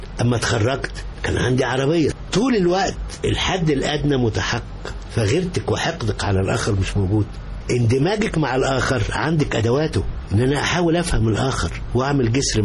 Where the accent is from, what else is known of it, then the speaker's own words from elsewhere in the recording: Egypt; كمصري أنا اللي أساس الكون